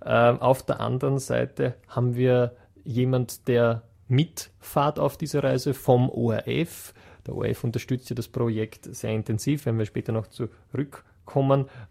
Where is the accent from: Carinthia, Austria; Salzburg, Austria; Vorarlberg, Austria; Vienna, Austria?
Vienna, Austria; bei uns in Wien sagt man Kapazunder